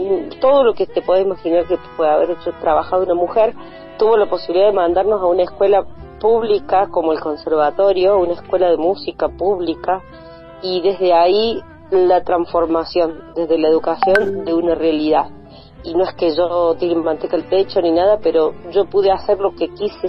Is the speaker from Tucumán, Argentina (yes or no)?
no; Cruz del Eje, Córdoba, Argentina; yo soy criada ahí, nacida y criada en Cruz del Eje